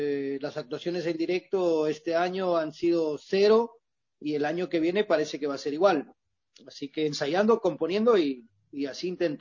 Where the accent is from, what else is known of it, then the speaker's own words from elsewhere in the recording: Quito, Pichincha, Ecuador; born there; yo nací cerca, yo nací en las Cinco Esquinas, en el Cabal